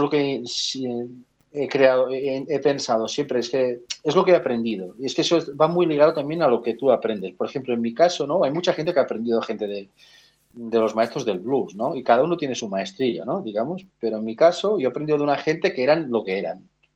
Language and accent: Spanish; Catalonia, Spain; como buen catalán que soy, que somos muy tozudos